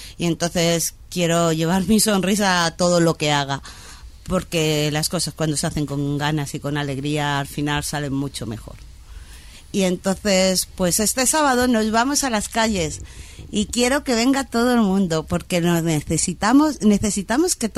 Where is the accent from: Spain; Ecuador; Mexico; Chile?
Spain; Madrid, Community of Madrid; Y mi barrio, yo soy de Orcasitas, y en mi barrio hay una calle donde los barrenderos entran con escortas.